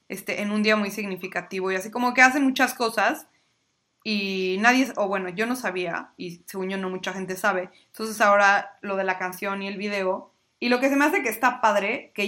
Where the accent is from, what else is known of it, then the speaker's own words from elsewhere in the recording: Mexico; Yo hice guacamole como buena mexicana